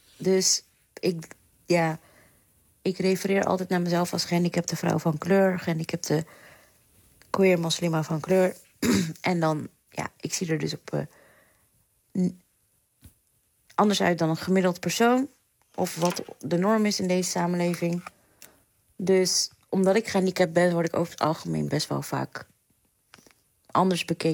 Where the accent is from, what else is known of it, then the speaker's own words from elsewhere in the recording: The Hague, South Holland, Netherlands; now in Delft, Netherlands; Ik ben 39. Ik ben eigenlijk Hagenees, maar ik woon al meer dan 15 jaar in Delft.